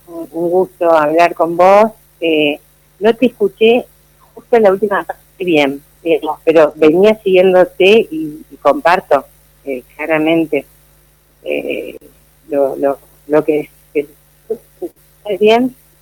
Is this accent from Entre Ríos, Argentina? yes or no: yes; Entre Ríos, Argentina; yo no viví aquí, soy entrerriana … somos entrerrianos, digamos, y el lugar de donde provengo, donde crecí, a pesar de ser un lugar muy pequeño